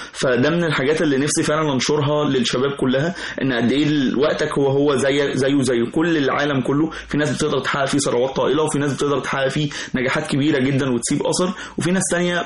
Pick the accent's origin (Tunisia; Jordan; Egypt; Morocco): Egypt; وده دورنا وده كلنا كمصريين، فهي ارض مباركه